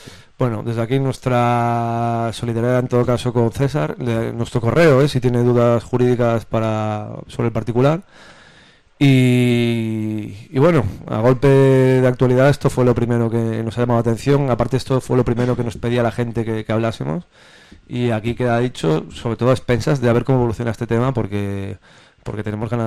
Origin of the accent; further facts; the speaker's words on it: A Coruña, Galicia, Spain; sabes que yo soy de Coruña